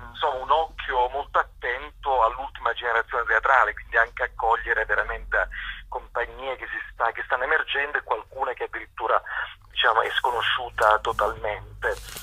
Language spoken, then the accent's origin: Italian; Calabria, Italy; con un'esigenza proprio nostra da calabresi